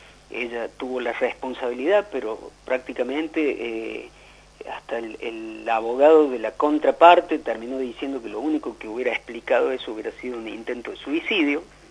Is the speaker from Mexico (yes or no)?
no; Cruz del Eje, Córdoba, Argentina; born there; Yo soy nacido en Cruz del Eje, más allá que vivo en Córdoba